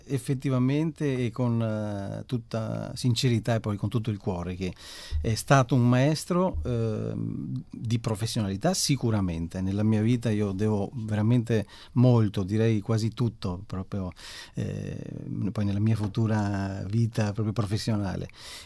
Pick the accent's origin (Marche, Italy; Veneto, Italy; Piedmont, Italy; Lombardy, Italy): Veneto, Italy; io sono veneto come la moglie